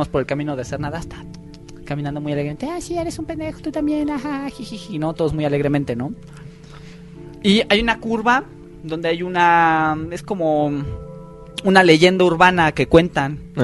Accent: Galicia, Spain; porque mis abuelos no son de aquí, soy gallego.

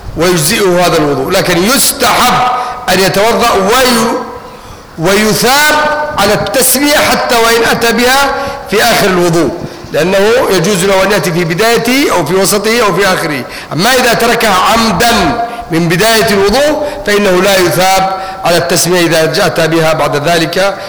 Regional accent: Egypt; accent: Egyptian; أما إذا كان الدرس كله مش واضح ده حنضطر نتكلم باللهجة المصرية وخلاص

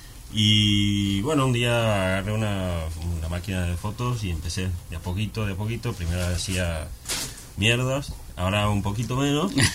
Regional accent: Argentina; Sí, tampoco soy de aquí, soy argentino.

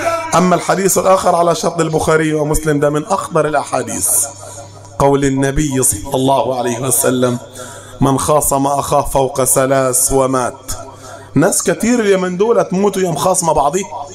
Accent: Upper Egypt, Egypt; نقعد على الحصيره بتاعتنا اللي في الصعيد ولا المصطبه اللي عندنا في الصعيد

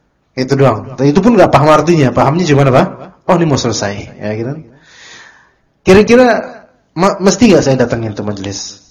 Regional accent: Java, Indonesia; Ternyata karakter di sana beda dengan karakter kita orang Pulau Jawa

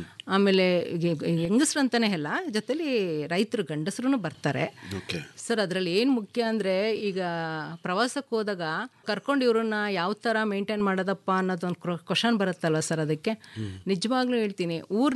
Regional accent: Bhadravati, Karnataka, India; born there; now in Arakere, India; ನಾನು ಹುಟ್ಟಿದ್ದು ಶಿವಮೊಗ್ಗ ಜಿಲ್ಲೆ ಭದ್ರಾವತಿಯಲ್ಲಿ. ನಾನು ಮದುವೆ ಆಗಿ ಬಂದಿದ್ದು ಅರಕೆರೆ ಗ್ರಾಮ, ಶ್ರೀರಂಗಪಟ್ಟಣ ತಾಲೂಕು ಅರಕೆರೆ ಗ್ರಾಮ.

